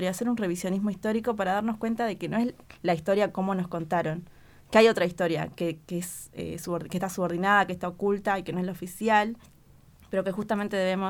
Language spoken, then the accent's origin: Spanish; Jujuy, Argentina; born there; todo el tiempo en Jujuy, que es la provincia donde yo nací, hay mucho negacionismo.